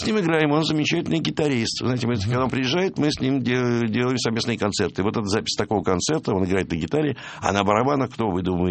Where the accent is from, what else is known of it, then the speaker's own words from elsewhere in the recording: Saint Petersburg, Russia; я петербуржец, само собой